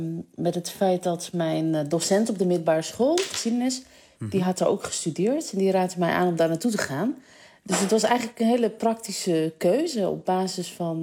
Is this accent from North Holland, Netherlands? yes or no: yes; Amsterdam, North Holland, Netherlands; Kijk, ik ben Amsterdammer.